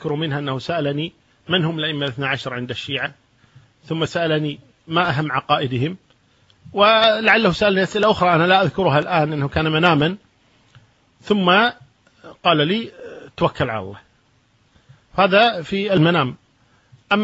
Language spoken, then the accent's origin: Arabic; Kuwait; عندنا في الكويت في منطقة الدسمة